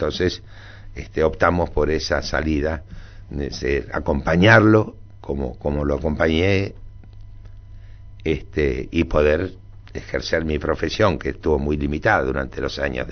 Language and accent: Spanish; Dock Sud, Buenos Aires Province, Argentina; Porque yo me mudé, yo soy del Dock Sur. El día que cumplí 13 años me mudé al barrio de River.